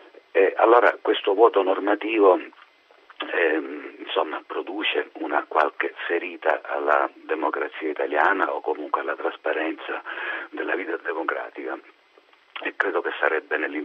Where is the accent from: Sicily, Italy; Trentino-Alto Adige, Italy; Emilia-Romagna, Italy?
Sicily, Italy; Io sono siciliano.